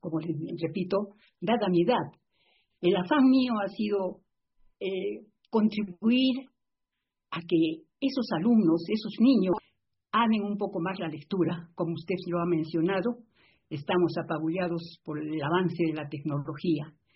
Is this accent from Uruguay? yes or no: no; Arequipa, Peru; quiero expresar una vez más el inmenso cariño a mi tierra arequipeña, que siempre será fuente de mi inspiración.